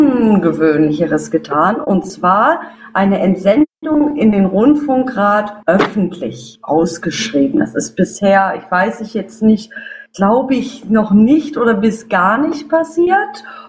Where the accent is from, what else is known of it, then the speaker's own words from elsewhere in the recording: Freiburg, Baden-Württemberg, Germany; Ich bin Freiburgerin, daher kann ich diese Ausbildung gutheißen.